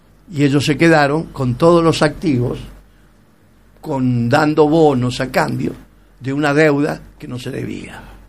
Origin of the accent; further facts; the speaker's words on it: Argentina; Si yo soy argentino